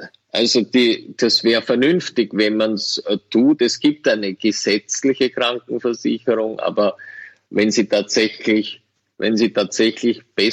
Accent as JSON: {"language": "German", "country": "Austria", "said": "und als Österreicher darf ich sowas sagen"}